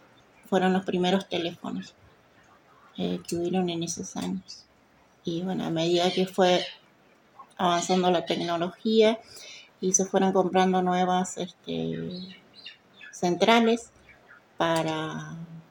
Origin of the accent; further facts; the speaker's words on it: El Hoyo, Chubut, Argentina; also born or lived in El Bolsón; Nací en Bolsón y me crié toda la vida acá en El Hoyo. Mis padres vivieron acá siempre.